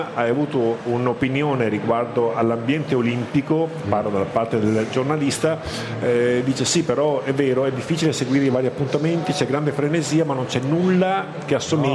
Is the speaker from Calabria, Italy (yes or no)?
no; Veneto, Italy; Dunque, sono veneto e quindi in quanto tale l'ho seguito molto.